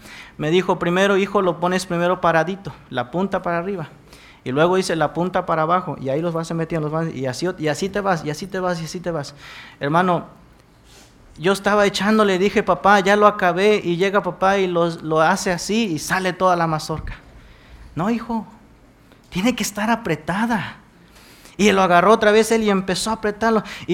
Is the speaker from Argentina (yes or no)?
no; Veracruz, Mexico; En mi pueblo, hermanos, soy originario de Veracruz.